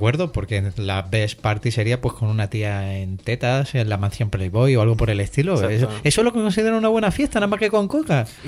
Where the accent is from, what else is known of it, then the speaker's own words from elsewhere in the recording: Algeciras, Andalusia, Spain; yo soy de Algeciras y yo de drogas sé